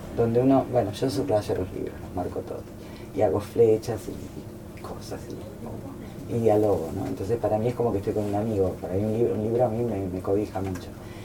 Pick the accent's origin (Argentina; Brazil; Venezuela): Brazil; Yo me crié en Brasil, mis padres eran muy lectores, pero en Brasil teníamos la biblioteca en portugués o teníamos la biblioteca del Liceo Francés, que era donde estudiábamos. Por lo tanto, yo no podía leer en mi lengua madre.